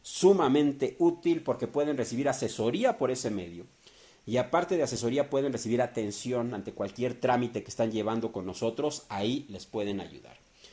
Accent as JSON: {"language": "Spanish", "country": "Mexico", "said": "Esto nos va a fortalecer como pueblo, como mexicanos, nos va a hacer más fuertes."}